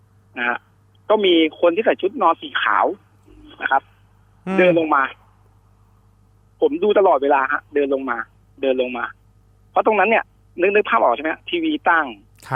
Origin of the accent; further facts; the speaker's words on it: Bangkok, Thailand; สมัยก่อนเนี่ยผมเกิดโตกรุงเทพนะครับผมก็อยู่ใช้ชีวิตอยู่ในกรุงเทพแล้วก็จะกลับโคราชเนี่ยทุกปิดเทอม